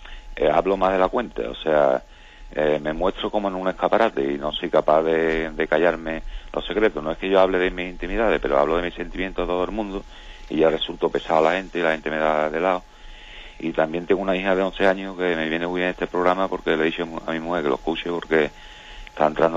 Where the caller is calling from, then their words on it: Seville, Andalusia, Spain; Buenos días … de Sevilla.